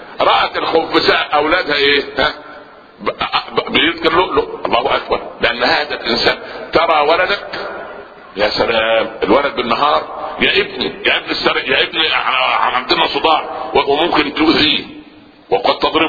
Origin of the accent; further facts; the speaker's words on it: Upper Egypt, Egypt; في مثل عندنا في الصعيد